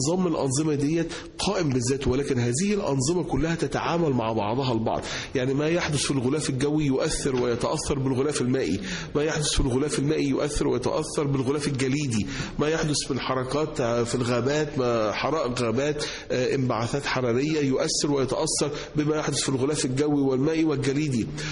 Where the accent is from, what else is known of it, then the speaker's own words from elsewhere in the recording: Egypt; moved away as an adult; now in United States; انا اتربيت هنا في مصر، انا طالع من مصر وانا عندي 22 سنه او 21 سنه، فانا عشت 20 سنه من عمري في مصر، وبقيت بقى اكتر من 25 سنه يعني عايش بره في امريكا، ولكن يعني الجذور المصريه او الروتس المصريه ما زالت موجوده